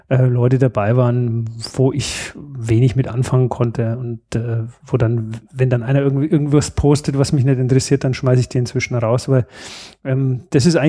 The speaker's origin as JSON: {"language": "German", "region": "Bavaria", "country": "Germany", "lives_now": "Upper Bavaria, Germany", "said": "Wir sind zwar Beutebayern, wir sind ja mal irgendwann erbeutet worden"}